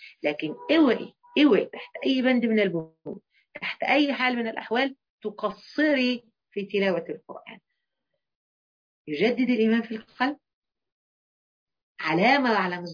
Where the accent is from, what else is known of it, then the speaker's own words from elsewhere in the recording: Egypt; يعني أكتر حاجة مثلا احنا كمصريين قابلناها حتة حلوة وقوية المانجا الجوافية